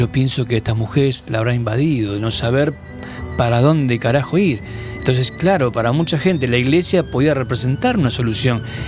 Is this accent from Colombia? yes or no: no; Buenos Aires, Argentina; yo soy de Villa Crespo, un barrio donde hay muchos judíos.